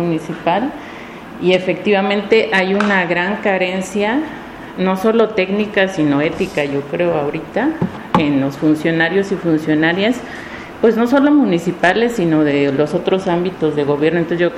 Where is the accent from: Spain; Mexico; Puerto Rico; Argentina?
Mexico; Oaxaca; Yo nací en el Valle de Oaxaca, crecí al lado de un río que en su época fue muy hermoso, el río Atoyac